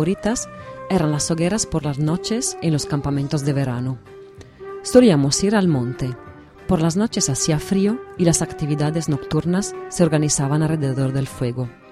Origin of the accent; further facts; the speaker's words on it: Venice, Veneto, Italy; Spanish is a second language; En mi tierra, la hoguera veraniega no era la noche de San Juan, sino la del Redentore, la fiesta que celebra cada tercer fin de semana de julio en Venecia.